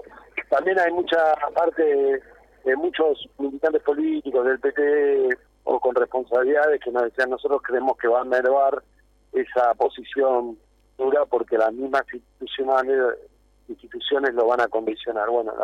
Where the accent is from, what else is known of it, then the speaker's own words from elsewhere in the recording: Argentina; vamos a tener que sacar nosotros como argentinos conclusiones de lo que pasó acá